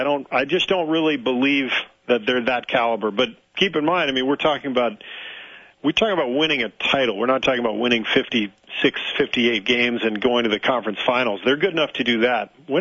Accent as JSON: {"language": "English", "town": "Pacific Palisades", "region": "California", "country": "United States", "tie": "born or raised there", "said": "I grew up in Pacific Palisades, all right? We didn't need anything like that."}